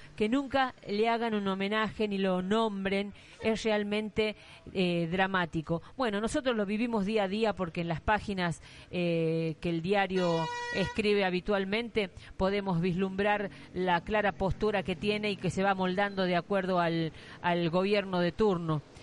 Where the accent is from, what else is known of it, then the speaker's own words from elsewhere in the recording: La Rioja, Argentina; Y como riojanos sabemos que tenemos nuestro propio papel prensa